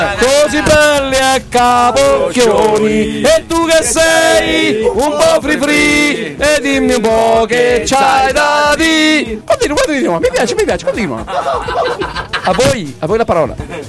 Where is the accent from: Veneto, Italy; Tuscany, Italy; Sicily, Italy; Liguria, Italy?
Sicily, Italy; now in Brescia, Italy; Io sono devoto a Lino Benfino, però sono siciliano. Abitavo a Bergamo e sono andato a finire a Brescia.